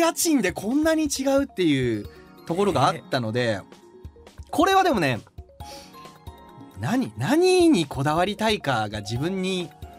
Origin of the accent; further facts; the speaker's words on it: Okayama, Japan; also born or lived in Osaka; now in Tokyo, Japan; 20歳からは東京、はい、僕岡山出身なんで